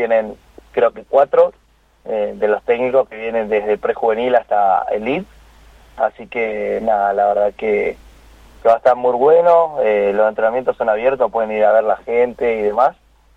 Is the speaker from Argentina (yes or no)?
yes; Santa Rosa, La Pampa, Argentina; hay dos corredores que somos acá de Santa Rosa La Pampa, que estamos de la selección